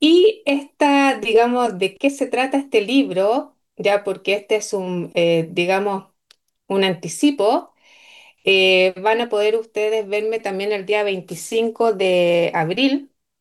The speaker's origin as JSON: {"language": "Spanish", "country": "Chile", "tie": "born or raised there", "said": "soy chilena, continúo acá en mi país natal y espero seguir en mi país natal y también conocer otros lugares"}